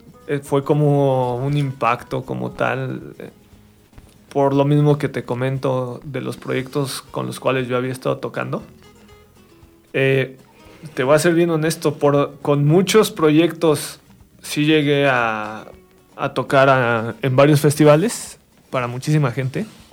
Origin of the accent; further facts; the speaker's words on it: Mexico; No, soy mexicano. O sea, me gusta ser mexicano, me gusta México.